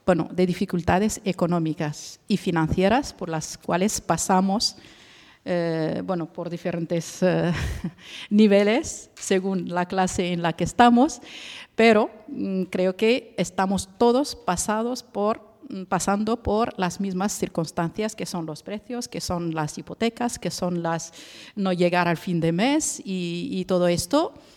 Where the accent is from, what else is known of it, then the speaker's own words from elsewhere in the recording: Morocco; moved away as an adult; now in Barcelona, Spain; vine de Marruecos con la licenciatura en economía desde 2006 y bueno, acabé aquí mi doctorado